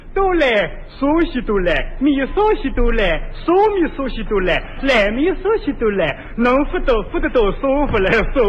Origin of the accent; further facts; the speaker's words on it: Beijing, China; 另外说咱们老家就是此地人。